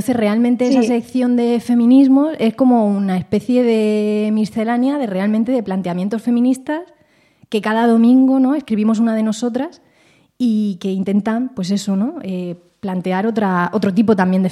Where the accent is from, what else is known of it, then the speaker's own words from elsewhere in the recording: Petrer, Valencian Community, Spain; de Petrer, de mi pueblo.